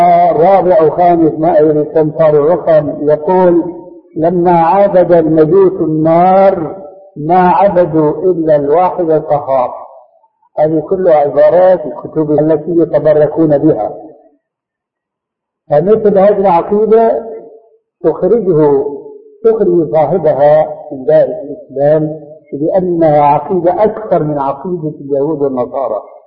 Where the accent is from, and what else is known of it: Syria